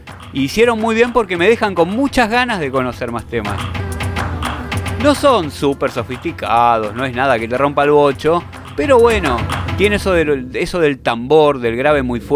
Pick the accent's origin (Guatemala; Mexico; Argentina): Argentina; ¿Que de dónde sos? Yo soy argentino.